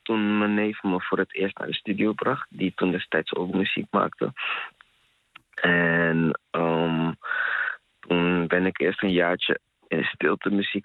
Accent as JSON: {"language": "Dutch", "country": "Ghana", "said": "Ik ben Ghanees. Dan praat ik het over de... Afrikaanse cultuur eigenlijk."}